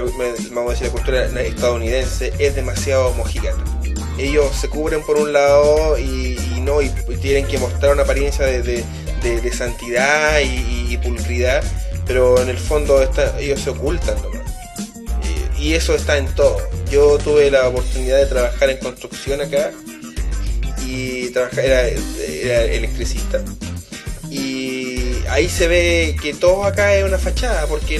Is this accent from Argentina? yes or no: no; Chile; nosotros, como chilenos, tenemos que nosotros mismos reconocer lo que estamos haciendo